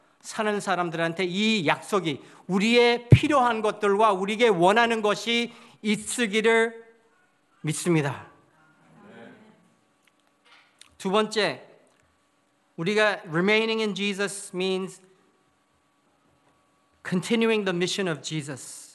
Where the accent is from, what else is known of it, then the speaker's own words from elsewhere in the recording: Toronto, Ontario, Canada; moved away; 캘리포니아에 돌아가지 않고 제 고향은 토론토거든요. 토론토로 가지 말고 한국에 나와라는